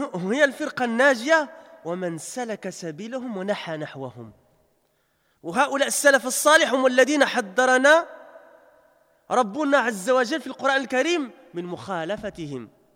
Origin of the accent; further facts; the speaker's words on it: Belgium; parce que j'ai grandi en Belgique, je suis né en Belgique, j'ai passé plus de 30 ans en Belgique